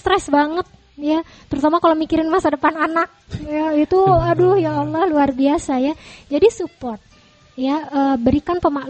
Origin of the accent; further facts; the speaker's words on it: Java, Indonesia; rasanya tuh kalau kita orang Jawa bilang gigilo gitu